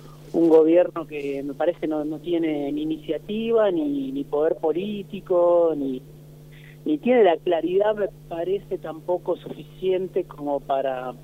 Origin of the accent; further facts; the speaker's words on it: Argentina; obviamente como tantos argentinos y argentinas trabajando quizá demasiado para tener un sueldo